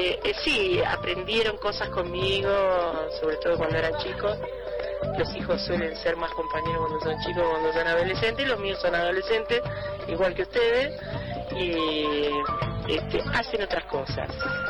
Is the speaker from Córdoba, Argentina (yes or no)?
no; La Plata, Buenos Aires Province, Argentina; also born or lived in La Pampa; soy nacida en La Pampa, pero desde muy chica viví en La Plata, hasta que me casé, que vine acá a los 32 años